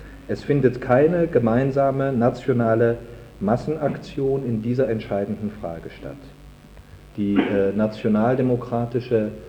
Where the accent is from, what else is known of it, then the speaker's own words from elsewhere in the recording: Cologne, North Rhine-Westphalia, Germany; woran ich als Kölner besonders zu erinnern habe.